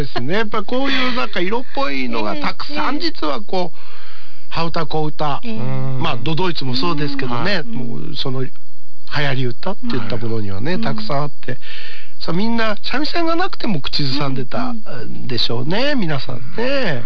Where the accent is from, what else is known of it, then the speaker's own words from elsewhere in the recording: Asakusa, Tokyo, Japan; 浅草出身でございます。